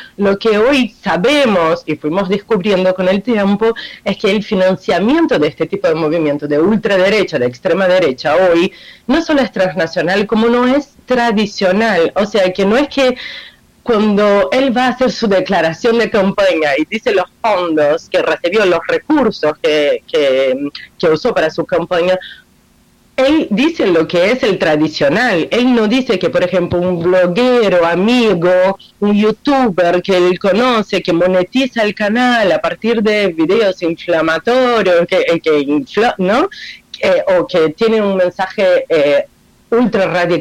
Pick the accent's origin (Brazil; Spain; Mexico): Brazil; Spanish is a second language; now in Argentina; no solo porque vivo acá y soy brasileña